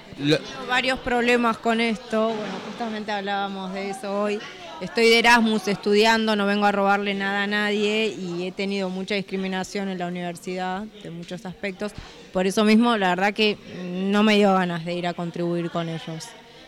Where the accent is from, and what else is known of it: Austria